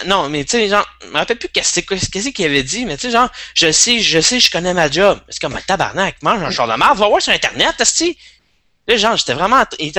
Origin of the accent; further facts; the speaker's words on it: Joliette, Quebec, Canada; je l'ai vu là dans le coin où je viens de Joliette.